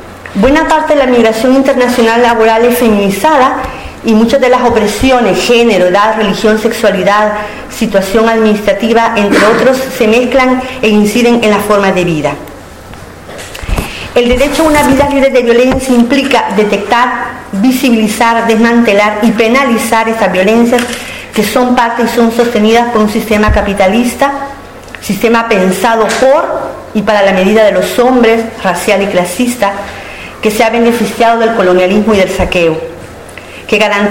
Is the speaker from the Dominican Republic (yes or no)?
no; El Salvador; now in Spain; mi país de origen es El Salvador. Tengo 11 años de vivir en Euskal Herria.